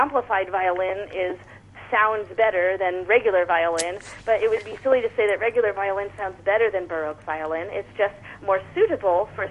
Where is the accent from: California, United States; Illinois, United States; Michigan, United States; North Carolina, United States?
Illinois, United States; Chicago; I was lucky to be homeschooled as I was growing up in Chicago because of my practice hours.